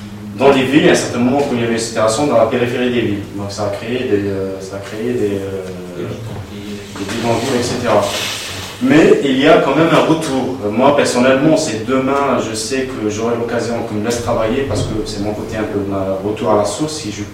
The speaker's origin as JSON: {"language": "French", "town": "Oran", "region": "Oran Province", "country": "Algeria", "said": "moi je viens d'une ville de l'Ouest, la capitale de l'Ouest, c'était Oran."}